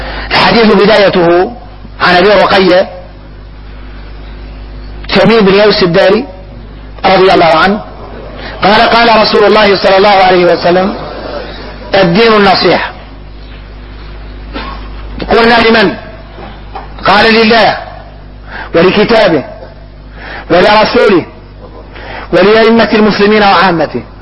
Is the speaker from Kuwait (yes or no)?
no; Mauritania; حقيقة احنا موريتاني حد لا يقول الحد